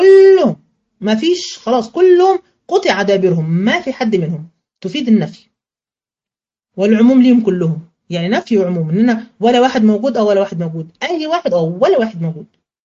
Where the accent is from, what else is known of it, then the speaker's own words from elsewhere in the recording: Egypt; مش دايما نقولها كده عندنا كمصريين؟